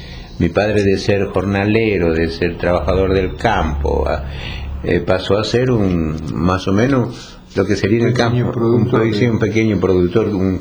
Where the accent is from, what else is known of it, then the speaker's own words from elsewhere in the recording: Chaco, Argentina; vida infantil surgió allá en el Chaco. Yo nací en el Impenetrable. Mi padre era... ellos eran agricultores.